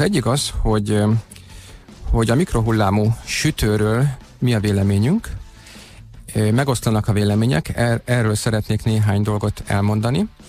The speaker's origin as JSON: {"language": "Hungarian", "region": "Budapest", "country": "Hungary", "tie": "born or raised there", "said": "én a Havanna lakótelepen nőttem föl, ott töltöttem az életem első 20 esztendejét, úgyhogy elég sokan vagyunk így lőrinciek"}